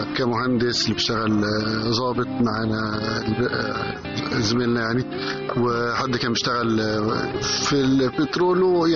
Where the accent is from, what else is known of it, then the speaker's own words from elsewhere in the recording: Alexandria, Alexandria Governorate, Egypt; هو إحنا فعلا اسكندرانية، وكلنا يعني اتجمعنا قبل 2005 بسنين طويلة كمان